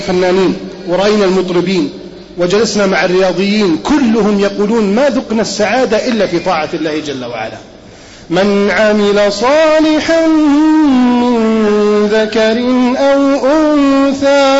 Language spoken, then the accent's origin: Arabic; Alexandria, Alexandria Governorate, Egypt; أنا اسكندراني ولا أخاف الحمد لله.